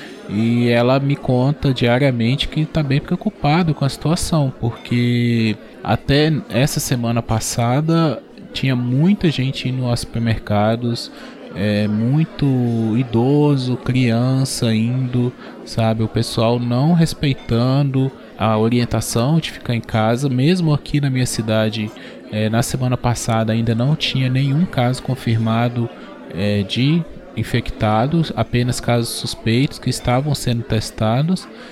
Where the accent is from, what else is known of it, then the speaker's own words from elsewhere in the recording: Governador Valadares, Minas Gerais, Brazil; Eu tô em Governador Valadares, né? Minha cidade natal.